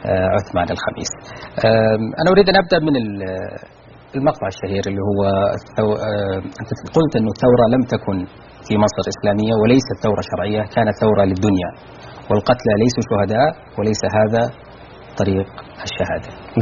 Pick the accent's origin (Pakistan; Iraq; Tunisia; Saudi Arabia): Saudi Arabia; منتشر عندنا في السعودية